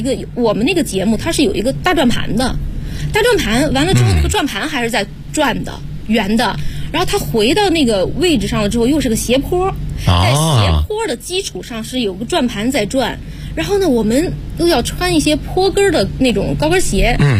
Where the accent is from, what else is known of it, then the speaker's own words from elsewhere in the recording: Henan, China; 我是河南人